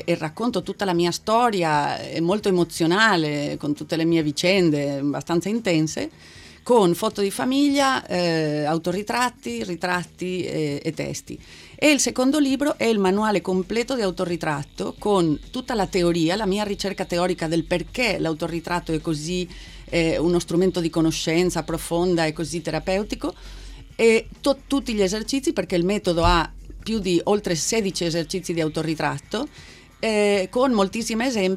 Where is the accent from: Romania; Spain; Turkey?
Spain; Italian is a second language; also born or lived in Milan